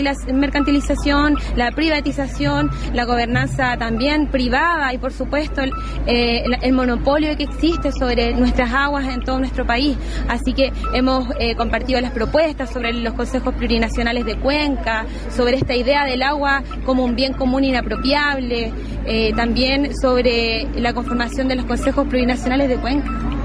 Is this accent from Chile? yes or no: yes; Salamanca, Coquimbo, Chile; convencional constituyente del Distrito 5, vengo de la comuna de Salamanca, del Valle del Choapa